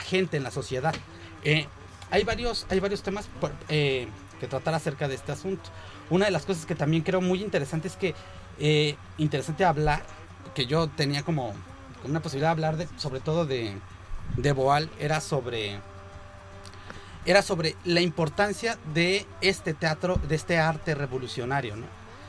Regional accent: Mexico; now in Spain; como mexicano que hace arte en España

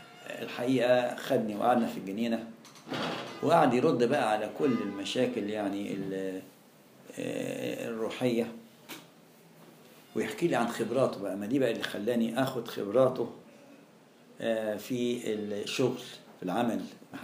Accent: Alexandria, Alexandria Governorate, Egypt; أنا كنت الوحيد من اسكندرية جالي أمر تكليف في المنطقة دي،

